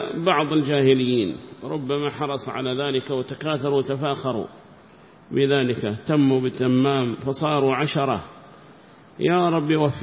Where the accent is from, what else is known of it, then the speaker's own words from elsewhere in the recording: Yemen; فكيف لو كان قبر النبي عندنا في اليمن